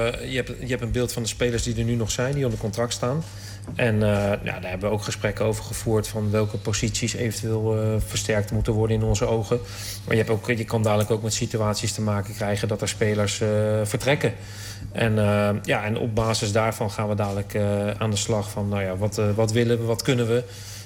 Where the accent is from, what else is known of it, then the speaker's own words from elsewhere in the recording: The Hague, South Holland, Netherlands; born there; want ik ben geboren in Den Haag.